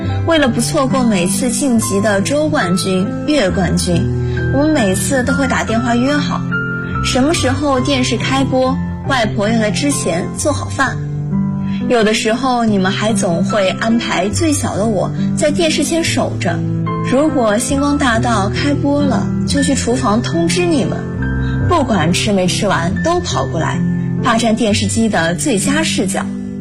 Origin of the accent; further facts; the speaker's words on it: Jiangsu, China; 大家好，我是来自江苏的